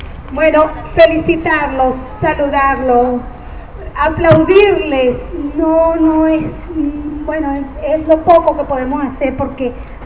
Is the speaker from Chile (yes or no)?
no; Venezuela; Vengo de Venezuela y allá estamos en las mismas luchas.